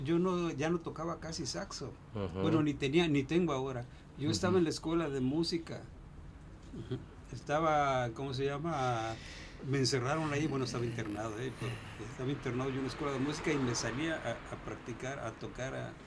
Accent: Chapala, Jalisco, Mexico; born there; Yo nací en Chapala.

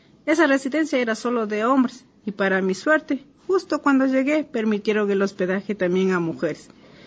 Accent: Santo Domingo, Santo Domingo de los Tsáchilas, Ecuador; now in Quito, Ecuador; Ya sabes que no siempre hemos vivido aquí en Quito. Yo vine de Santo Domingo a estudiar aquí en la Universidad Central.

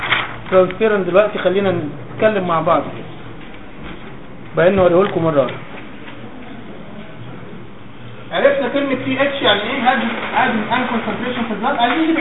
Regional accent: Egypt; في تركيز بره اللي هو ال 4.2 ده بره، مش عندنا في مصر يعني.

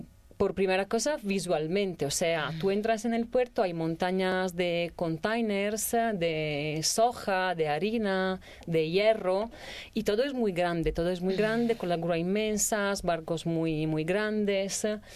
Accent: Venice, Veneto, Italy; Spanish is a second language; yo soy de Venecia, he vivido ahí toda mi vida, pero el puerto está lejos de la ciudad

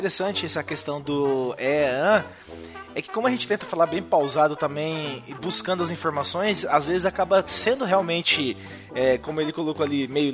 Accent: Rio de Janeiro, Brazil; Cresci no Rio de Janeiro, cercado de favelas por todas as partes, e mesmo nunca tendo morado em uma, frequentei e conheci pessoas de várias.

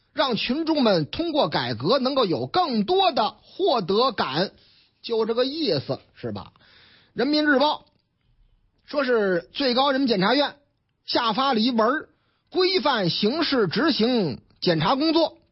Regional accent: Shanghai, China; now in Beijing, China; 上海啊，我老家上海啊

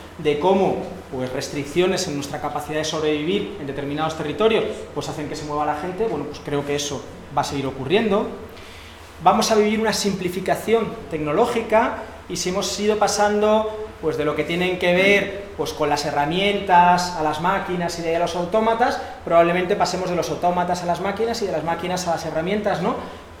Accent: Madrid, Community of Madrid, Spain; Madrid, de donde yo vengo

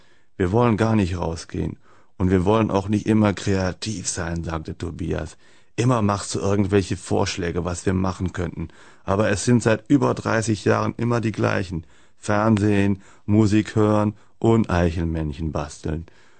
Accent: North Rhine-Westphalia, Germany; Ich meine, ich komme aus dem Kölner Raum, kann man sich ja vorstellen, was für ein Verein.

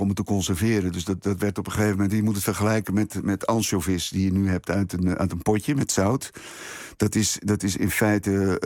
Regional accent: IJmuiden, North Holland, Netherlands; En dan naar IJmuiden, waar ik vandaan kom, in Oud-IJmuiden.

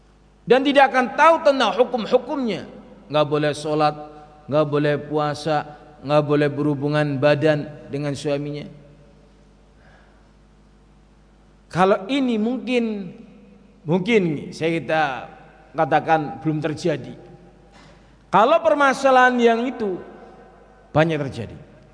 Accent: Java, Indonesia; orangnya orang Jawa ya, seperti kita orang Jawa Pak.

